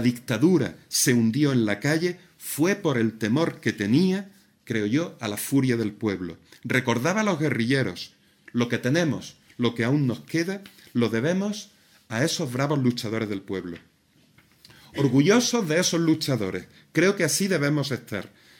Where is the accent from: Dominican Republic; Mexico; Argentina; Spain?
Spain; Torrox, Andalusia; Yo soy de Torrox